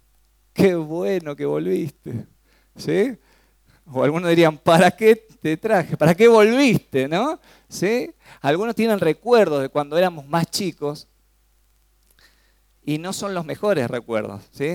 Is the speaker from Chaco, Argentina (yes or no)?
yes; Resistencia, Chaco, Argentina; born there; Sí, nací en El Chaco.